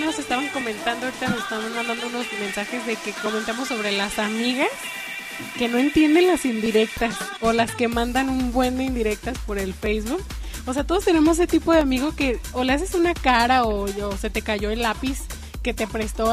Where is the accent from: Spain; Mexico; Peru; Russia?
Mexico; pero no hemos caído como buenas mexicanas albureras que somos.